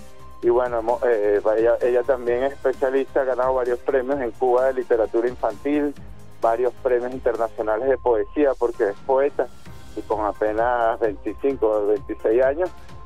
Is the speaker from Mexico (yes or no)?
no; Venezuela; volver a leernos como venezolanos, y a encontrarnos a través de las ideas y las palabras